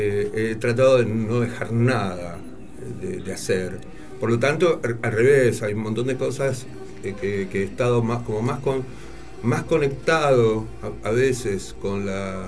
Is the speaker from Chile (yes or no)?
no; Argentina; Nosotros somos, los argentinos somos como una mezcla muy rara